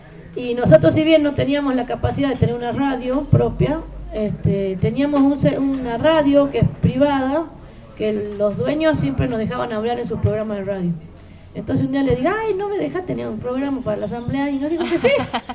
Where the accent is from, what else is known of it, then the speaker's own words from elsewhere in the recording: Santa María, Catamarca, Argentina; venimos de Santa María, Catamarca. Somos un pueblo, de uno de los pueblos impactados por la megaminería. Vivimos a menos de 100 kilómetros de Minera Lumbrera